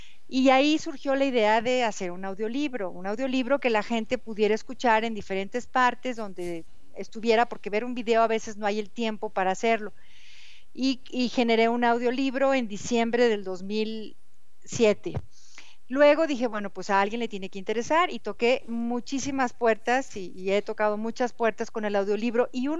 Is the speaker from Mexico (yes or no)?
yes; Mexico; soy de México, tengo un audiolibro